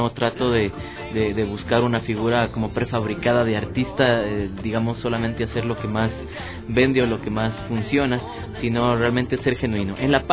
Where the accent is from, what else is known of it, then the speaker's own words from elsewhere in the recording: Ecuador; lo que queríamos era algo que tenga que identificarnos como ecuatorianos, ¿no?